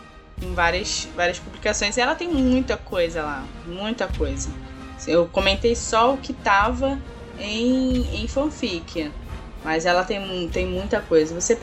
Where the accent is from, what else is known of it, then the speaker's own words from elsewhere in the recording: Brazil; eu não fui descoberta porque eu sou do Brasil.